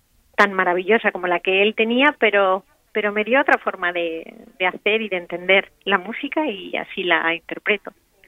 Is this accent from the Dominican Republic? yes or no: no; Spain; moved away as an adult; now in Turkey; Yo soy más turca que española